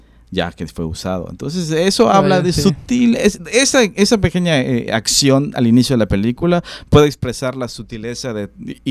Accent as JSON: {"language": "Spanish", "country": "Mexico", "said": "porque somos mexicanos, ¿por qué no?"}